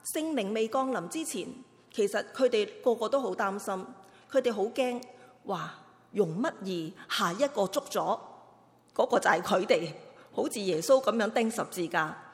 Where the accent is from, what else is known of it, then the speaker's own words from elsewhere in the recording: China; 我们中国人呢，个字真的写得好